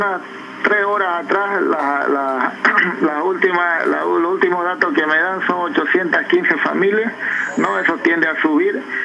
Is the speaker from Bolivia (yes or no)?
yes; Pando, Bolivia; los que somos acá de Pando, históricamente yo he sufrido una de ellas, digamos, hace 20 años